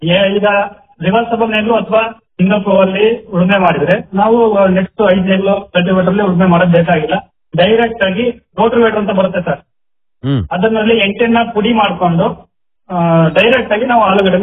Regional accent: Tejur, Karnataka, India; ನನ್ನ ಊರು ಬಂದ್ಬಿಟ್ಟು ತೇಜೂರು.

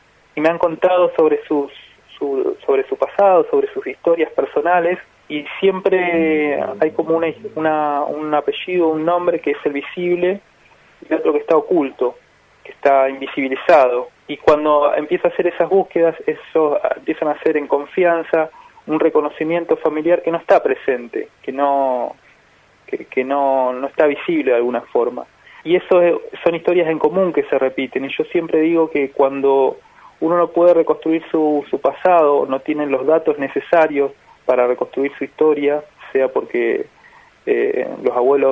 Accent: Neuquén, Argentina; born there; also born or lived in Buenos Aires; Yo soy nací en Neuquén, en la ciudad de Neuquén, capital. Viví un tiempo en Buenos Aires, pero ahora estoy trabajando hace ya cerca de 5 años en Neuquén y en varias ciudades cercanas.

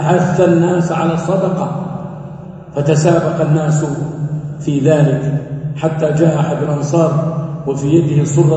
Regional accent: Saudi Arabia; أن تكون بلادنا المملكة العربية السعودية

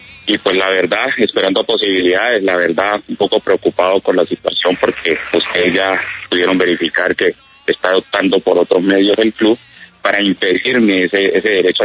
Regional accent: Guachené, Cauca, Colombia; also born or lived in Villavicencio; Se separan mis padres y se regresa mi mamá para donde somos todos, en mi familia, de Guachené, Cauca.

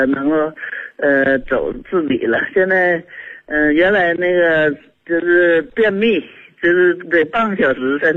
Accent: Shenyang, Liaoning, China; 我是沈阳市大东区、

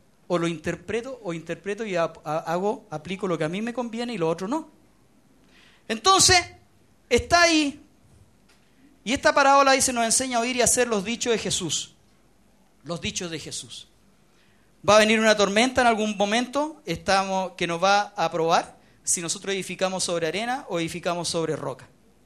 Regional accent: Chile; Pero nosotros, en general, como chilenos además somos malos para leer

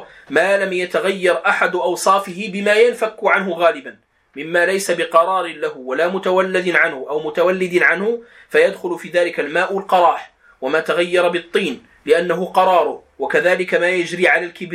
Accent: Morocco; accent: Moroccan; يعني بدارجتنا المغربية نقول الخز لهذا الطحلب

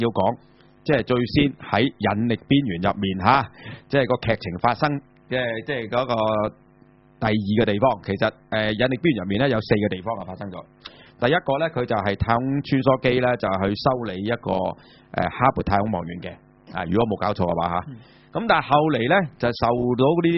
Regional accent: China; 對於我哋中國人嚟講，係嘛？

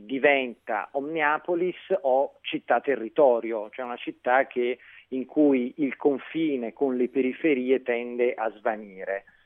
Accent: Naples, Campania, Italy; now in Milan, Italy; da napoletano trapiantato a Milano

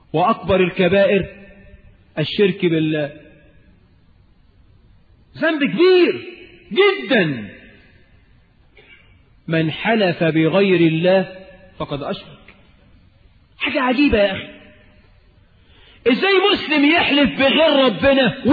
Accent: Cairo, Cairo Governorate, Egypt; فالميكروباصات عندنا في القاهرة

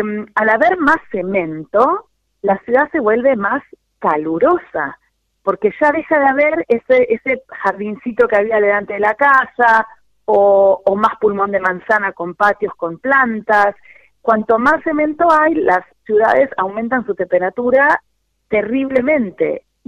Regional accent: Buenos Aires, Argentina; born there; nací en Villa Devoto y vivo en Villa del Parque hace un montón de años, y son barrios que se llamaban consolidados.

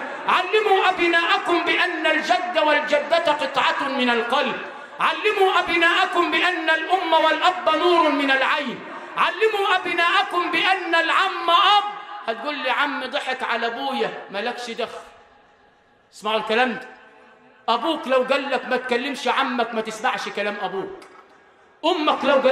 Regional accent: Sharqia Governorate, Egypt; انا مش من كوكب زحل، انا ابن الشرقيه بس لفتها شرق وغرب

